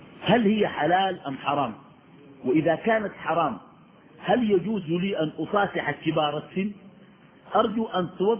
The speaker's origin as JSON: {"language": "Arabic", "country": "Sudan", "said": "نحن عندنا في السودان الناس بكرسوا"}